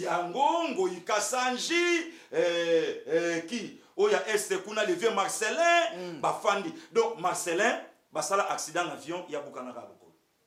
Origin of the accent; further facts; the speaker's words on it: Équateur, DR Congo; Je suis de l'Équateur. Tribi Mongo.